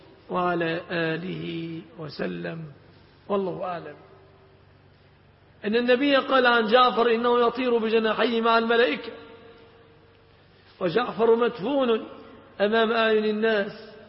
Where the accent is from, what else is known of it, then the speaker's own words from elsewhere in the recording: Egypt; إذا انشغلنا في بلادنا مصر بمصانع الشيبسي